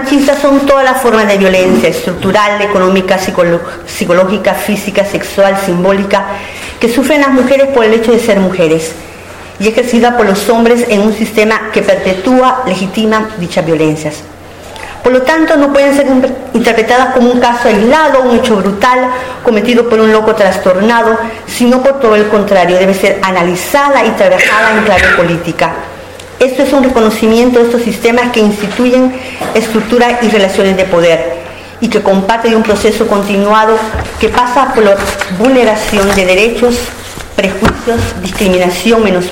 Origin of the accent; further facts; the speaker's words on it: El Salvador; now in Spain; mi país de origen es El Salvador. Tengo 11 años de vivir en Euskal Herria.